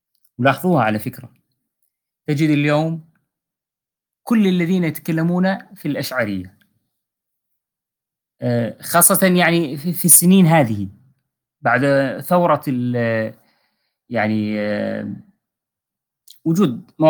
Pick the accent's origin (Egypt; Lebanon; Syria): Syria; حتى مثلا نحن عندنا بسوريا